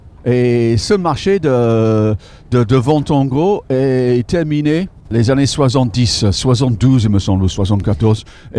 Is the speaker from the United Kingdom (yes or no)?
yes; England, United Kingdom; French is a second language; Je suis un des Anglais qui ne va pas en principe à